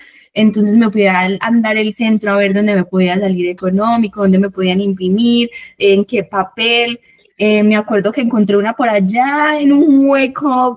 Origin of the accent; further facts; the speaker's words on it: Don Matías, Antioquia, Colombia; yo vengo de Don Matías, que es el norte